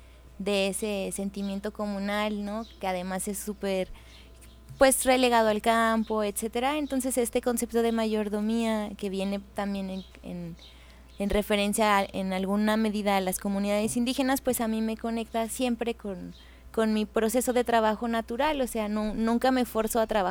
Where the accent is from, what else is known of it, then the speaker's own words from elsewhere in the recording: Monterrey, Nuevo León, Mexico; Que yo soy originaria de Monterrey